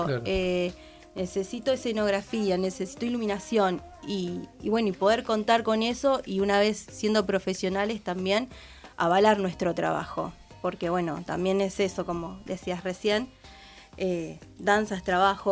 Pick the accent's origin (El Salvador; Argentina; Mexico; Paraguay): Argentina; Punta Alta, Buenos Aires Province; Yo vengo desde Punta Alta